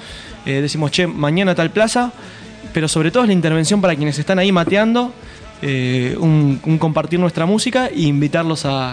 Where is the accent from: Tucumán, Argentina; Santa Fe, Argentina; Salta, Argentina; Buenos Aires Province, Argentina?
Buenos Aires Province, Argentina; Quilmes; para nosotros es ir a la capital federal porque somos de Quilmes